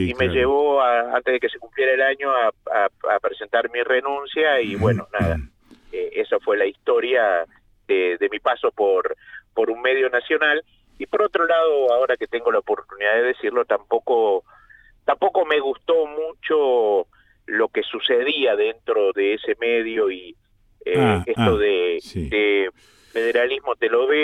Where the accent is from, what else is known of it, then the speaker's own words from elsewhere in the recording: Uruguay; born there; moved away as an adult; also born or lived in Buenos Aires, Argentina; Yo nací en la Rodelú, en la República Oriental del Uruguay.